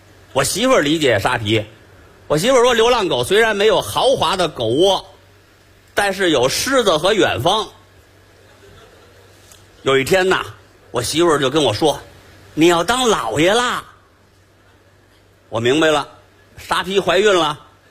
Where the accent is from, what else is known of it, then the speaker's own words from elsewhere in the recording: Beijing, China; 咱们北京人除夕呀，讲究熬夜